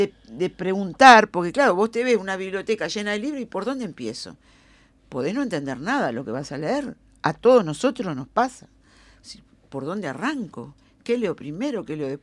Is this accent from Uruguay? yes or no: yes; Uruguay; Primero somos uruguayos nosotros. Seas de Carrasco o del Borro.